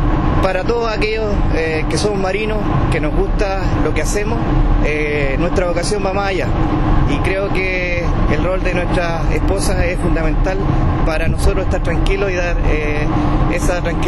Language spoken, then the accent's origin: Spanish; Cauquenes, Maule, Chile; yo soy oriundo de Cauquenes, mi familia es de allá.